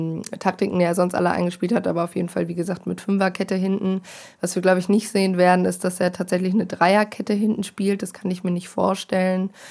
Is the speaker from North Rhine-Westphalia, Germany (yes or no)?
yes; Bielefeld, North Rhine-Westphalia, Germany; now in Hanover, Germany; ich komme zwar aus Bielefeld, studiere aber in Hannover